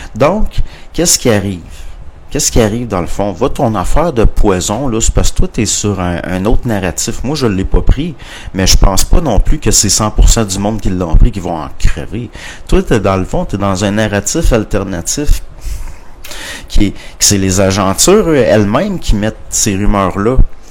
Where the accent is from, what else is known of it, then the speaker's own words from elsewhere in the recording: Canada; Parce qu'on est des Canadiens français. On est des Canadiens français. Puis au Canada français, quand on connaît pas personnellement quelqu'un, on le vouvoie.